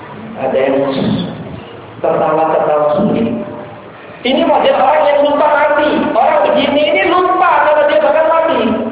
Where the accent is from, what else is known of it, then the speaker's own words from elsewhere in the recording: Surabaya, East Java, Indonesia; dulu di kampung saya di Surabaya